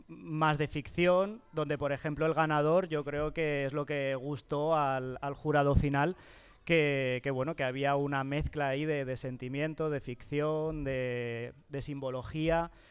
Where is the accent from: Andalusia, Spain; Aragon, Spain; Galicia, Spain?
Aragon, Spain; Teruel; now in Fustiñana, Spain; Entonces yo vine aquí hace 3 cursos, este es mi tercer curso, y de Fustiñana conocía cuando llegué muy poquito, porque acabé recién llegado de Aragón